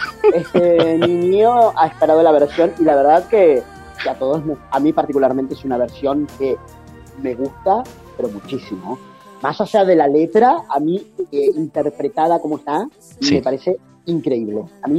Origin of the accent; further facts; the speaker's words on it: Rosario, Santa Fe, Argentina; Yo soy de Rosario